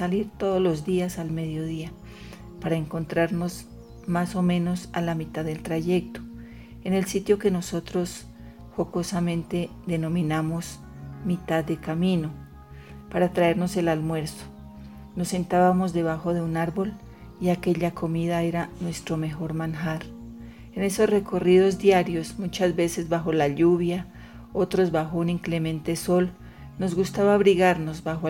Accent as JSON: {"language": "Spanish", "town": "La Calera", "region": "Cundinamarca", "country": "Colombia", "said": "soy de La Calera y hoy he venido a compartirles versos desde el encierro"}